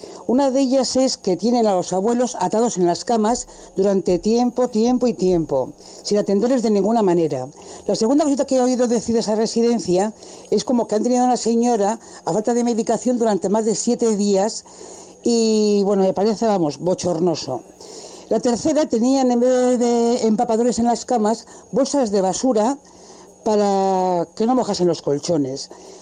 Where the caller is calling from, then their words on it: Bilbao, Basque Country, Spain; por aquí, por la zona del norte